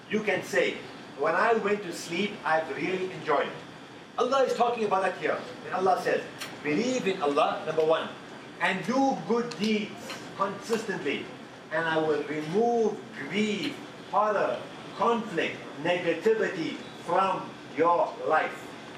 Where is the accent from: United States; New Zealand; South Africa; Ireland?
South Africa; I'm from South Africa and I've seen it there